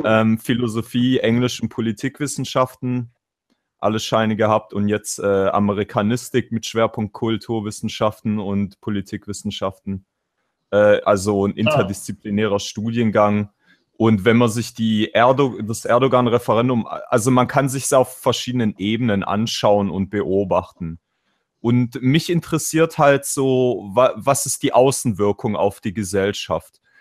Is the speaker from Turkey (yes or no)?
yes; Turkey; Ich bin Türke, ich bin anders.